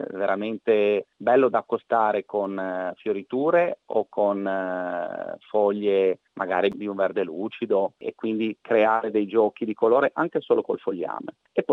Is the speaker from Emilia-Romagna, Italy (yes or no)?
no; Liguria, Italy; Poi io vengo dalla Liguria, il ponente savonese rappresenta forse il distretto produttivo di piante aromatiche in vaso più importanti al mondo.